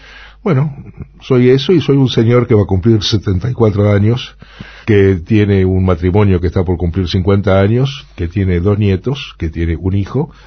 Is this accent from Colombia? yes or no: no; Buenos Aires, Argentina; Y yo soy un rusito del 11. Nací y me crié en el 11, en Corrientes y Pueyrredón.